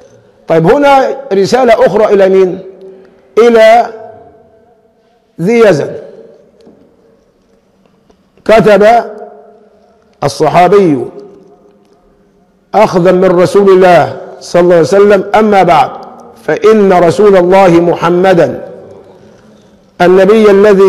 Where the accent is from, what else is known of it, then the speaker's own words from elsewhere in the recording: Egypt; لكن عندنا كمصريين من خفة الدم بنقول فلوس على أي إيه؟